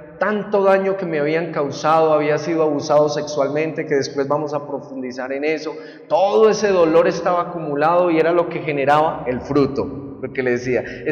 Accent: Buga, Valle del Cauca, Colombia; born there; yo nací en Bugavalle y como muchos en Colombia nací en un hogar muy disfuncional.

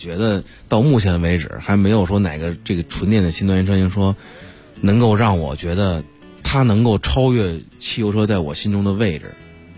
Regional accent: China

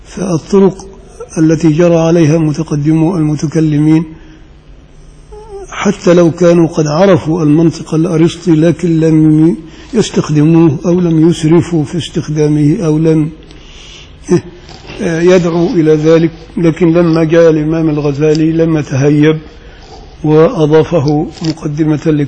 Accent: Upper Egypt, Egypt; يعني حتى عندنا في الريف في الصعيد يعني لا يذبح كل واحد

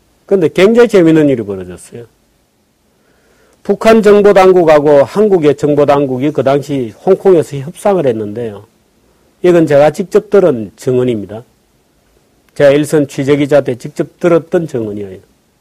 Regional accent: Busan, South Korea; 저는 부산에서 어린 시절을 보냈는데요.

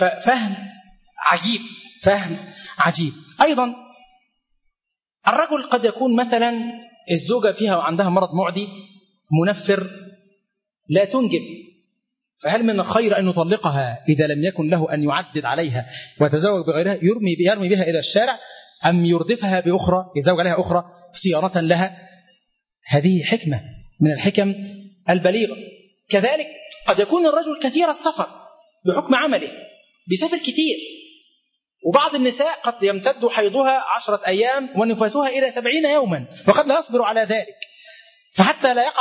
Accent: Egypt; فقلت له أغينو قبتيانو أنا مصري

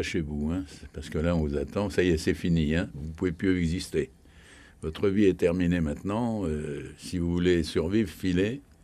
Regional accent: France; Je suis un Français qui ne peut pas allumer des scandales inutiles.

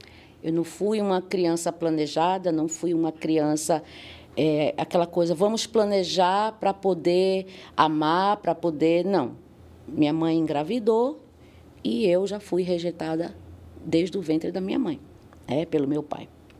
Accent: Pernambuco, Brazil; Bem, eu nasci, eu sou de Pernambuco, né? Sou, com muito orgulho, sou nordestina, muito orgulho disso. E nasci em 1976, ou seja, eu tenho 48 anos.

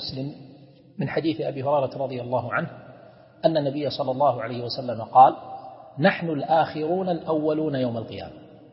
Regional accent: Kuwait; والشفاعة احنا نسميها بالعامية الواسطة عندنا في الكويت

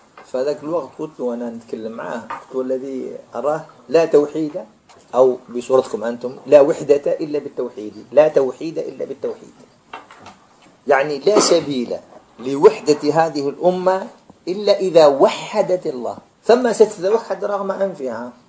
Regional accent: Algeria; فخرجت أنا من الجزائر

